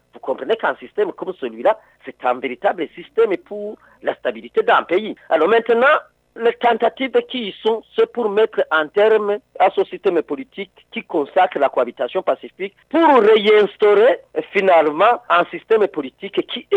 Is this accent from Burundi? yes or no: yes; Burundi; Nous sommes des Burundais à part entière.